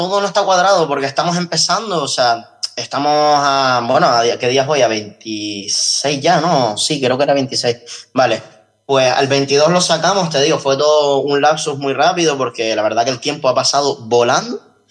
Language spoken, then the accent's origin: Spanish; Canary Islands, Spain; el Frente Patriótico Canario se llama así porque somos patrióticos y somos canarios